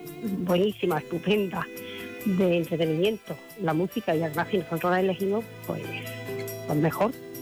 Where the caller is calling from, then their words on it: Andalusia, Spain; de Vicente Palmera, provincia de Córdoba.